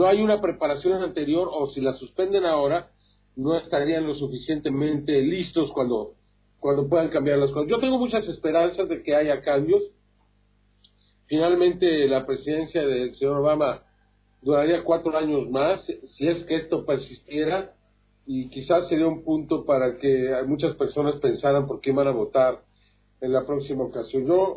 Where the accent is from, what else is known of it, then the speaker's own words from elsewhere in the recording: Mexico; aquí en mi país, cuando hay tal cantidad de violencia, ¿no? Cuando la mayoría de los mexicanos